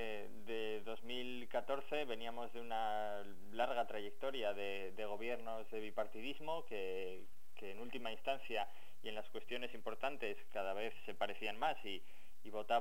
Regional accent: Basque Country, Spain; yo soy vasco, vivo

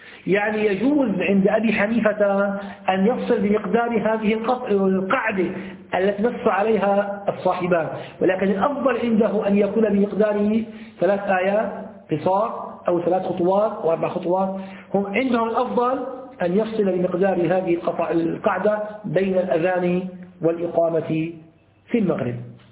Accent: Damascus, Damascus Governorate, Syria; عندنا في دمشق في الأحياء التجارية مثل السوق متحداشة يوجد مساجد كثيرة

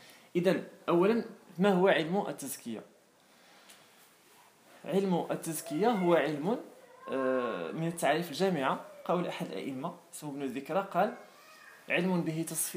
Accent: Morocco; فإذا الآن مثلا إحنا عندنا في المغرب كيجي إنسان أجنبي كتلقى الإنسان كيعطيه الوقت وكيفرح به وكيسأل

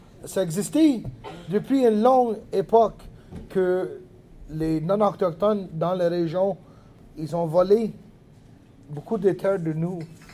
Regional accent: Kanesatake, Quebec, Canada; French is a second language; J'étais 18 ans quand ça a déclenché. J'étais impliqué depuis que je suis 17 avec la lutte pour la terre chez nous, à Calasadague.

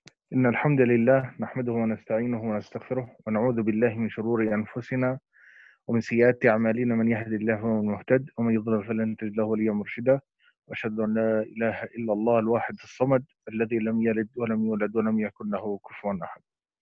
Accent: Jordan; ومنها هي بلدي الأردن

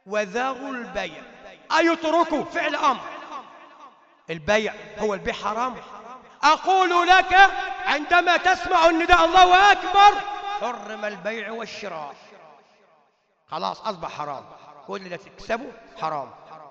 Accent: Upper Egypt, Egypt; عندنا في الصعيد كنا نسميها تفكيرة الجمعة

